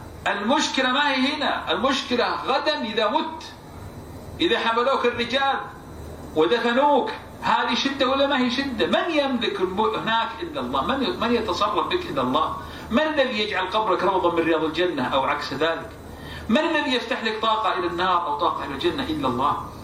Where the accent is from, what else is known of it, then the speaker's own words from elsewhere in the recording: Saudi Arabia; عندنا في السعودية كلهم يصحوا